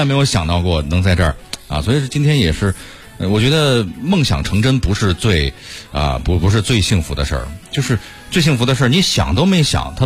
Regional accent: Beijing, China; 我是在北京长大

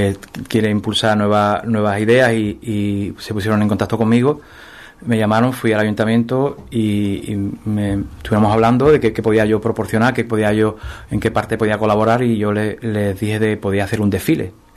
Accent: Ubrique, Andalusia, Spain; Disfruto, bueno, y si en mi pueblo, pues mucho más, ¿no? Porque también hay mucha gente que me conoce, sabe que he estado pues muchísimos años fuera, especialmente en el extranjero

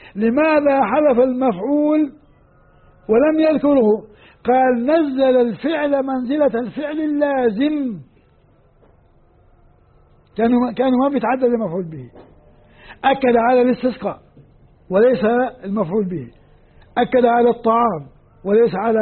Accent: Jordan; عندنا في الأردن بيقولوا هذا 12 عين عند وادي موسى جنب البتراء

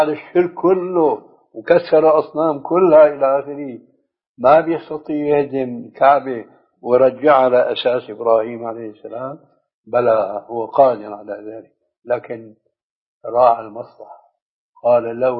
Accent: Syria; وهو كما يقولون أيضا عندنا في سوريا أبوها وأمها

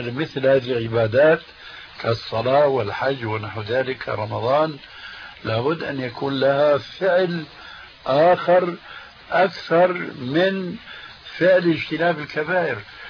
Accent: Syria; وكما يقول عندنا في سوريا: نحط رجلنا بقى مي باردة

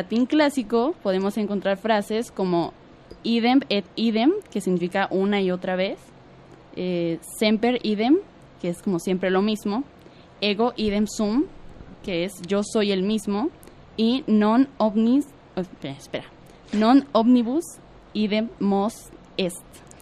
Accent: Mexico; nosotros siendo mexicanas nos sorprende porque la despedida mexicana es muy diferente, ¿no?

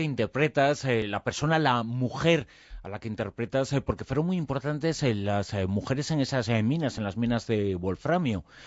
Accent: Ribadavia, Galicia, Spain; somos de Rivadavia, del pueblo en donde eran las Hermanas Touza

